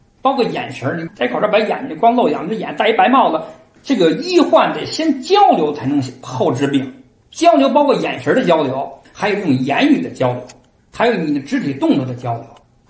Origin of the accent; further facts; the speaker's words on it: Donggaodi, China; 因为我生在东高地，长在东高地